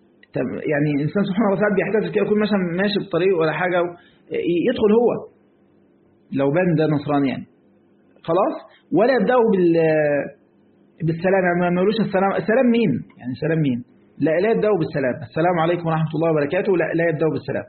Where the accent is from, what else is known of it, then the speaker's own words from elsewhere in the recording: Egypt; ما انا برضو مصري يعني برضو عارف اجود